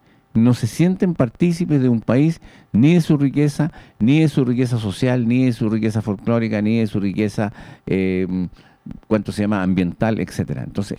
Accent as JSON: {"language": "Spanish", "country": "Chile", "said": "como personas, como chilenos, como seres humanos, como puentealtinos"}